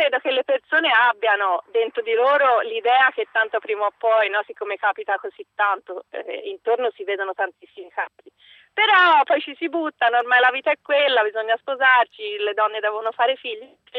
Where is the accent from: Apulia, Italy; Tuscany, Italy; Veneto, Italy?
Tuscany, Italy; Livorno; L'ultimo è una pizzeria a Livorno, io sono di Livorno.